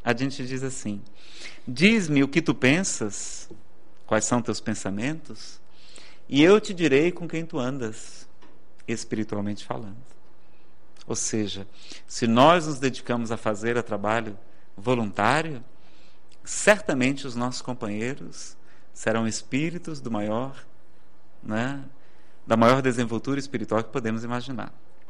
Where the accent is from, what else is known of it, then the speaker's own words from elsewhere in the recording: Ceará, Brazil; Nada contra o forró, eu que sou cearense, danço muito bem, por sinal.